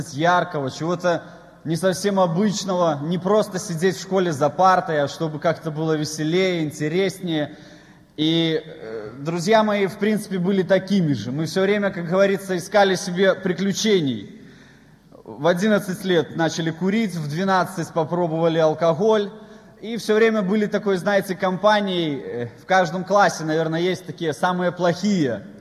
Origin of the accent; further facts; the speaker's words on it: Svetlahorsk, Gomel Region, Belarus; born there; Мне 27 лет, и я родился в Белоруссии, в Светлогорске. И скажу, в нормальной семье родители рабочие, простые